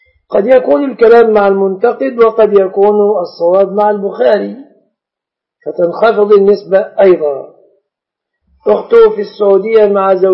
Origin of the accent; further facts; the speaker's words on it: Egypt; والشبكة في بلادنا مصر من الصداق